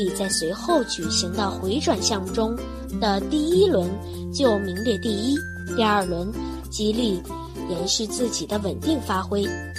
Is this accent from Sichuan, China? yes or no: no; Harbin, Heilongjiang, China; 我是来自哈尔滨的小记者。